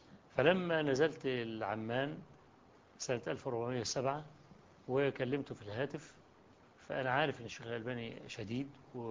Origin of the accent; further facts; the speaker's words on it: Egypt; وقلت له أنا جئت من مصر عشان أقابلك وإلى آخره.